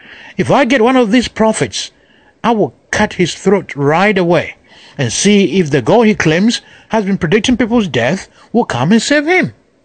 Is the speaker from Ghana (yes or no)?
yes; Ghana; now in United States; I'm a Ghanaian. I live in America.